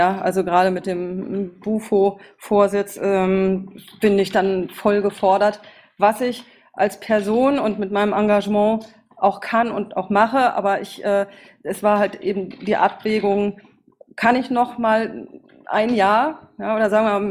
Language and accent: German; Berlin, Germany; Zu mir, ich komme aus Berlin